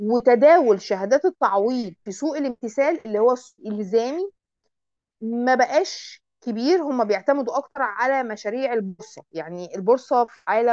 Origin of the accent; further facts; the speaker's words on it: Egypt; ويمكن عندنا في مصر من أشهر الناس اللي شغالين في السوق الطوعي ده